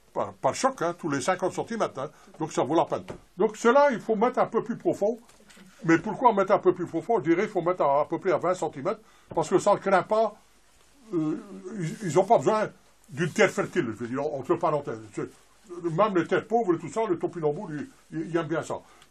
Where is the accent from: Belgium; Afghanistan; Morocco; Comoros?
Belgium; parce que je vois qu'il y a beaucoup de Français, moi je suis belge.